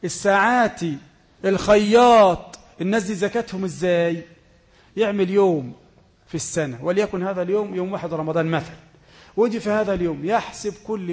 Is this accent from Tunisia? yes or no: no; Egypt; أي واحد يسلم دلوقت مثلا عندنا في مصر يسلم